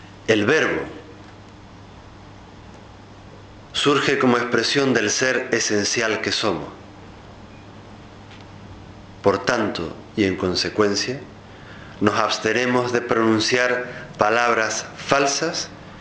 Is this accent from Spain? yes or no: yes; Spain; para mí como español, como europeo, como occidental